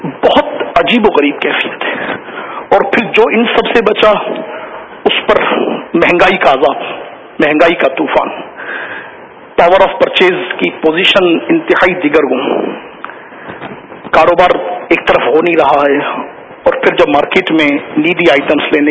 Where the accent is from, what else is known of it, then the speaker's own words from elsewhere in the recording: Nawabshah, Sindh, Pakistan; ہمارا شہر نواب شاہ بھی اور اس کا ایک بہت بڑا انٹیریئر ایریا بہت زیادہ ان دنوں زیر آب ہے